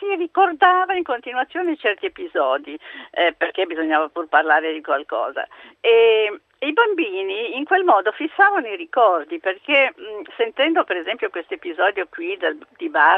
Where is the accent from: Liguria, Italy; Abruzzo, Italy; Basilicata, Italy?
Liguria, Italy; Albisola; io sono di Albisola, Savona, e sto andando a Trieste da mia figlia perché sono nonna